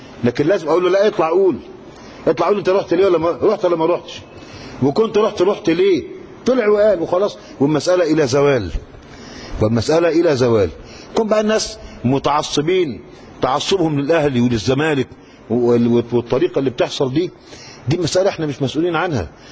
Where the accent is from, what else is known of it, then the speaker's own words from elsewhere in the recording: Cairo, Cairo Governorate, Egypt; وده اللي معروف عندنا في القاهرة